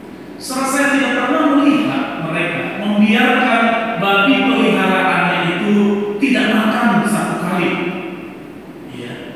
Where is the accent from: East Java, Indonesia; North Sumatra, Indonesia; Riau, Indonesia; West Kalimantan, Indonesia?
North Sumatra, Indonesia; Nias; Saudara saya teringat masa kecil saya di Nias, gitu ya, di kampung saya.